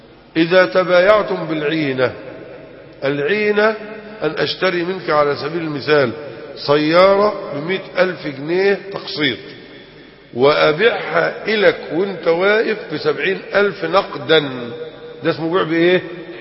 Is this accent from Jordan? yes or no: no; Egypt; كان عالما من العلماء الكرام الكبار عندنا في مصر، وكنت أتشرف بحضور دروسه وأنا في 14 من عمري، كنت في القاهرة